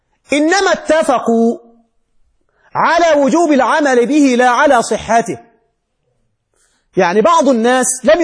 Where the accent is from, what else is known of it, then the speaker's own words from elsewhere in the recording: Egypt; نحن نحن بس مصري ماشي